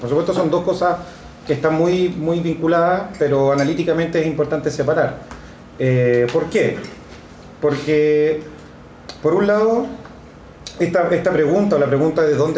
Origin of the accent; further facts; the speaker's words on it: Chile; yo soy sociólogo chileno.